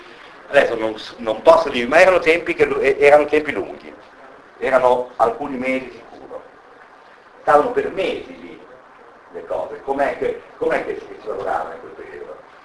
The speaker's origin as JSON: {"language": "Italian", "town": "Rome", "region": "Lazio", "country": "Italy", "said": "sono di Roma"}